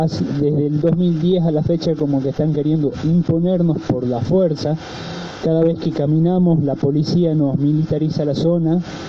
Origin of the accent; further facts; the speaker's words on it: Andalgalá, Catamarca, Argentina; soy de Andalgalá, Catamarca, de la Asamblea de la Liga Robo.